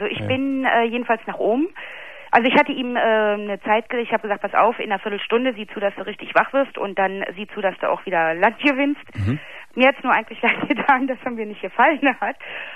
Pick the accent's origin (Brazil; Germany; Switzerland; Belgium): Germany; Berlin; ich komme aus Berlin, habe in Berlin gelebt und wohnte Hochparterre, wohnte ich und über mir wohnte mein Onkel und meine Tante.